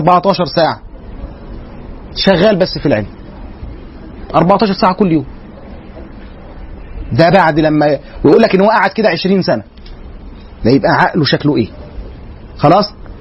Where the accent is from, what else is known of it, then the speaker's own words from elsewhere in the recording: Egypt; زي ما كان عندنا في مصر هنا